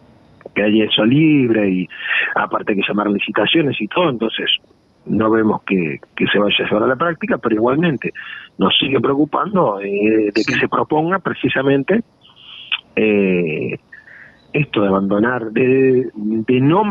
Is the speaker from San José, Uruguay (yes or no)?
yes; San José, Uruguay; uno soy de San José y otro de Florida